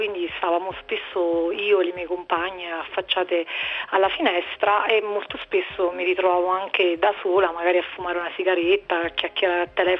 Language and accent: Italian; Naples, Campania, Italy; sono di Napoli e ho 33 anni